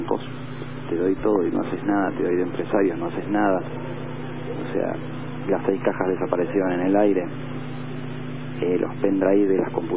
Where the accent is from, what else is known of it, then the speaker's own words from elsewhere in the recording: Argentina; soy el único argentino detenido con un acuerdo firmado y homologado como arrepentido, y soy el único argentino detenido.